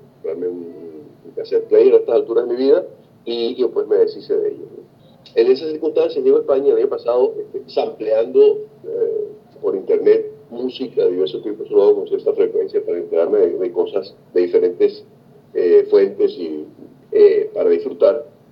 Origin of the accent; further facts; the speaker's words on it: Venezuela; moved away; also born or lived in Mexico; Cuando salí de Venezuela, vendí todos mis LPs, mis singles